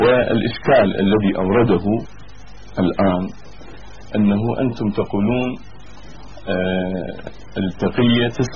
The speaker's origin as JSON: {"language": "Arabic", "country": "Iraq", "said": "بس كما عندنا في العراق دائما"}